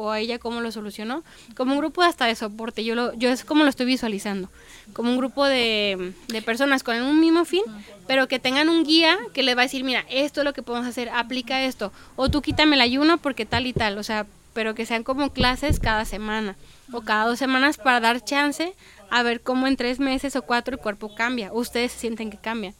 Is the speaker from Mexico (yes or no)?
yes; Mexico; somos seres humanos, somos mexicanos y tenemos la cultura, no sé, del pozole, de los taquitos.